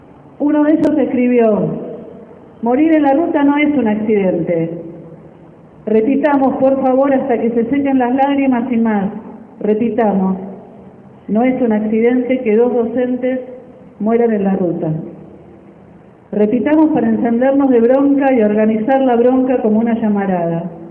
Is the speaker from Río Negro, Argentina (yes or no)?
no; Chubut, Argentina; queremos decirles que venimos desde Puelmapu, lo que hoy se llama Chubut, que es un territorio atravesado por la violencia de gobiernos, empresarios, terratenientes